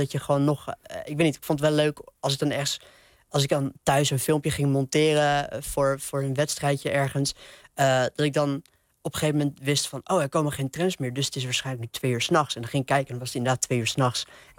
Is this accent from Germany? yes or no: no; Nieuwegein, Utrecht, Netherlands; Maar dit is de tram in Nieuwegein. En mijn kamer van mijn oude huis waar ik opgegroeid ben, die keek uit over de trambaan, zeg maar.